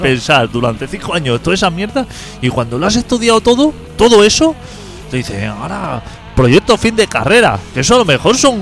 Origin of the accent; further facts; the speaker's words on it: Carmelo, Colonia, Uruguay; mira, vengo de Carmelo a enseñaros 4 cosas.